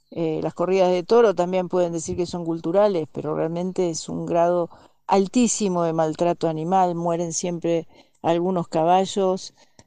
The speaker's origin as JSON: {"language": "Spanish", "town": "Merlo", "region": "San Luis", "country": "Argentina", "said": "de Merlo San Luis, voluntaria animalista"}